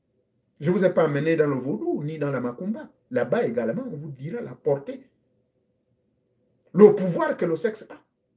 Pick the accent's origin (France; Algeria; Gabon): Gabon